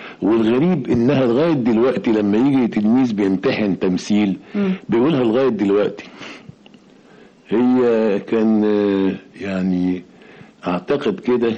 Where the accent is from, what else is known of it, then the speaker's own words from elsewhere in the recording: Mansoura, Dakahlia, Egypt; also born or lived in Cairo; لا اتذكر اطلاقا مثلا ان انا كنت بـ بـ بـ بـ بروح سينما وانا صغير وانا في المنصورة. يعني بدأت كل هذه الهوايات تتضح لما جيت القاهرة.